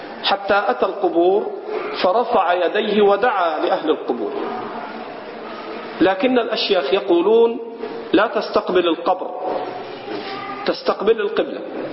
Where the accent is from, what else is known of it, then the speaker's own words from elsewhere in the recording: Egypt; هذه من البدع عندنا في مصر